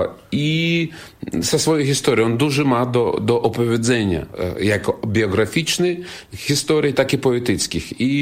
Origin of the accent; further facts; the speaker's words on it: Belarus; Polish is a second language; ja staram się, jakby każdy artysta na Białorusi, który tam czuje się jako Białorusin, no coś z tym zmieniać.